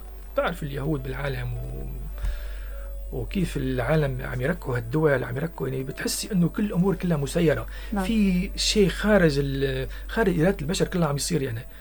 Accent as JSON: {"language": "Arabic", "region": "Tartus Governorate", "country": "Syria", "tie": "born or raised there", "said": "نحن كضيعة قريبة من طرطوس 4 كيلومتر، صرنا ضايعين بين المدينة وبين الريف."}